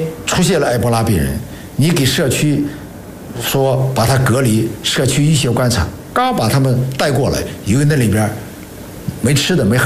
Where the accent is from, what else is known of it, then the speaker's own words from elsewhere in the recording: Shanxi, China; 我说我是山西人